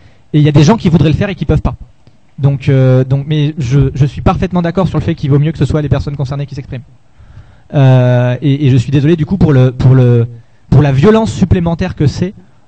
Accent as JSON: {"language": "French", "town": "Lyon", "region": "Auvergne-Rhône-Alpes", "country": "France", "said": "je suis de Lyon et que je rentre à Lyon, voilà."}